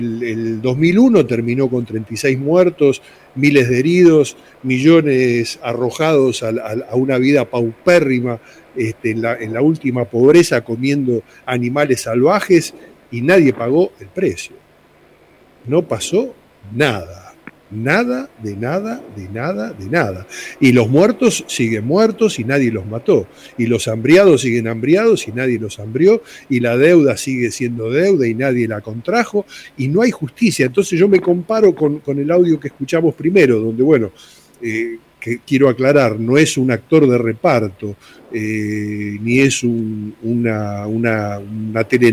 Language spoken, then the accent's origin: Spanish; Argentina; vengo como ciudadano, como argentino, como persona común